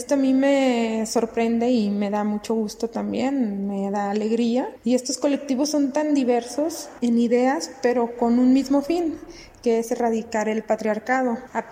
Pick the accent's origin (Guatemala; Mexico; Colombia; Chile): Mexico; Guadalajara, Jalisco; Yo soy de Guadalajara